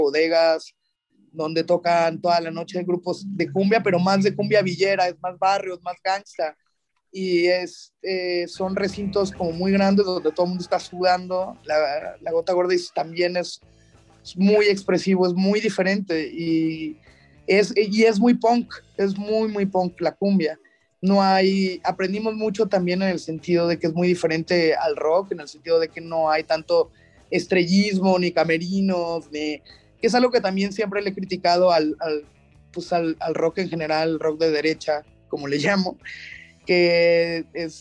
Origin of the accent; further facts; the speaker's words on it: Veracruz, Mexico; pues yo soy de Veracruz, entonces cuando llegué aquí a la ciudad